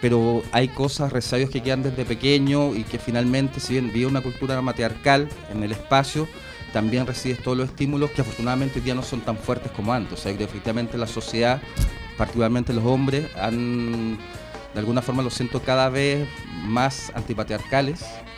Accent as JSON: {"language": "Spanish", "town": "Ñuñoa", "region": "Santiago Metropolitan Region", "country": "Chile", "tie": "born there", "said": "No, les comentaba, yo nací en Ñuñoa y me vine por un tema..."}